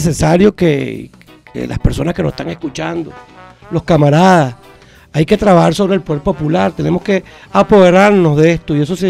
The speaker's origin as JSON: {"language": "Spanish", "country": "Venezuela", "said": "como comunicador, como venezolano, como patriota."}